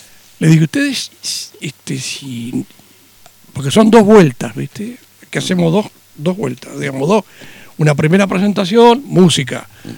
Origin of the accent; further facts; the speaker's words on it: Concordia, Entre Ríos, Argentina; Porque somos de Concordia.